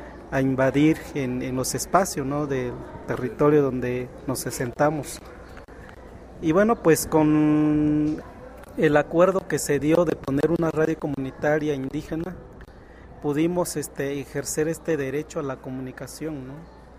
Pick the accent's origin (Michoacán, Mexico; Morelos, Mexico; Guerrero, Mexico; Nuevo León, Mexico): Guerrero, Mexico; de la Costa Chica del estado de Guerrero.